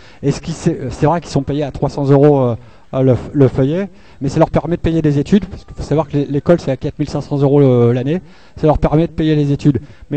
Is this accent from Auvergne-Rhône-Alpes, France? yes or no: no; Hauts-de-France, France; Je viens du Nord, à côté de Calais. Enfin, une centaine de kilomètres de Calais, mais j'y vais assez souvent.